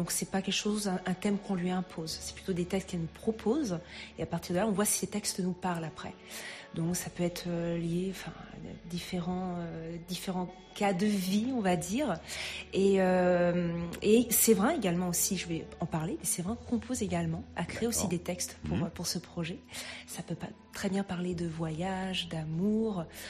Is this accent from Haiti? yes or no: no; Châteauroux, Centre-Val de Loire, France; Alors moi, je viens du centre de la France, plus sur Châteauroux, en fait.